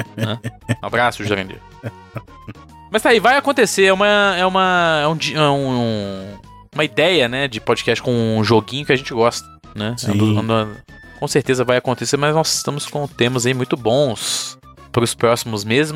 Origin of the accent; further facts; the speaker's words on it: Minas Gerais, Brazil; Ainda bem que eu sou italiano e mineiro, não professor de português.